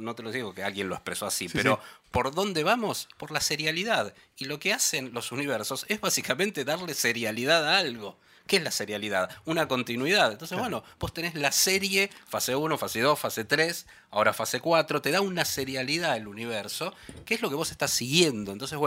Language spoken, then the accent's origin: Spanish; Argentina; yo soy periodista argentina